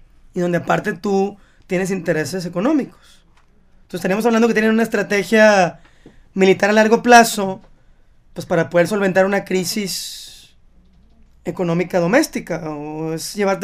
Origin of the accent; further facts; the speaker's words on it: Mexico; Y que tenemos que, como mexicanos, diversificar, no romper relaciones con Estados Unidos